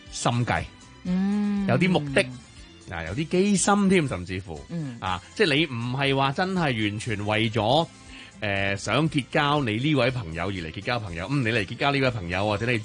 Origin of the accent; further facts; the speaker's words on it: Hong Kong; 但系我活咗咁多年咧，我发觉咗有好多我哋香港人用嘅词汇或者讲苦话，啲人会觉得有少少负面嘅，或者唔系一个好正面嘅形容词。